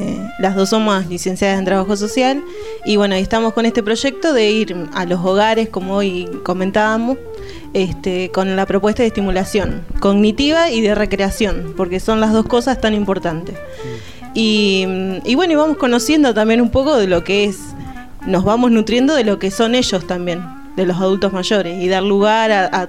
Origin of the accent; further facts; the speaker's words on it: Nouvelle-Aquitaine, France; now in Argentina; también soy vasca, francesa.